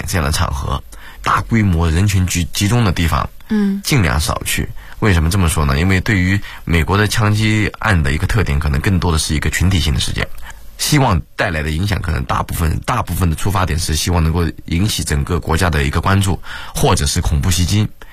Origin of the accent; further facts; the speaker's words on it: China; 因为其实我还是一直坚信，就是我们中国人是属于比较聪明的人。